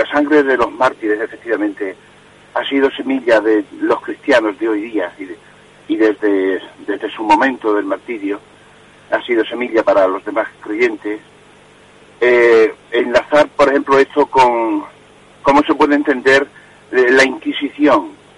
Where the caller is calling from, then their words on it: Cáceres, Extremadura, Spain; de Cáceres.